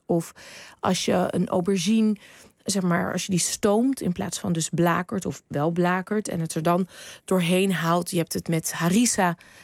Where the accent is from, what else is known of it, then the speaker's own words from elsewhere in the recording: Netherlands; En ik kom uit Nederland.